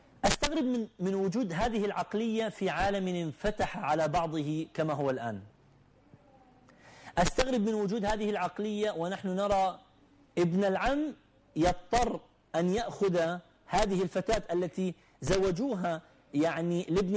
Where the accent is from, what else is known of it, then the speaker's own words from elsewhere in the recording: Iraq; also born or lived in Gulf; أنا من العراق